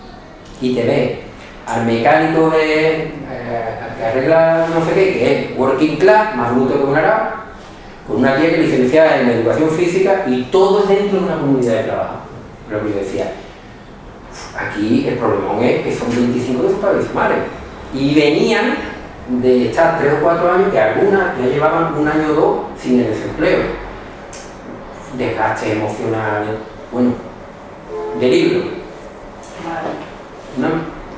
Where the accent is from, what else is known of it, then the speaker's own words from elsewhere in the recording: La Zarza, Extremadura, Spain; Bueno, creo que desde mi pueblo, se llama La Zarza